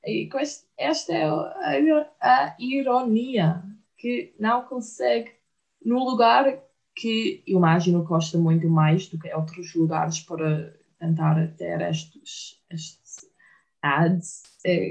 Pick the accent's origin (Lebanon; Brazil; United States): United States; Florida; Portuguese is a second language; eu venho de Flórida, a Flórida é muito plana